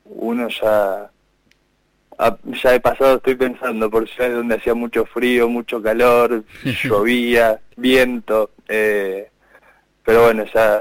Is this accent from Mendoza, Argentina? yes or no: no; Neuquén, Argentina; now in Buenos Aires, Argentina; soy de Neuquén Capital. Ahora estoy viviendo en Buenos Aires Capital, en Ciudad de Buenos Aires